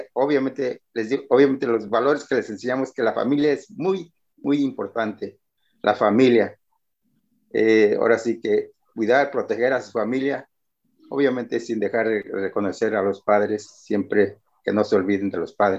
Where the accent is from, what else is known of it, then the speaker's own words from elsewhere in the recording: Guerrero, Mexico; Yo soy del estado de Guerrero.